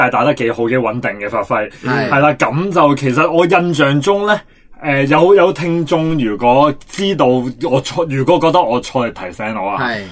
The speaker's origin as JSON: {"language": "Cantonese", "country": "Hong Kong", "said": "我今集咧就想講下我哋香港人"}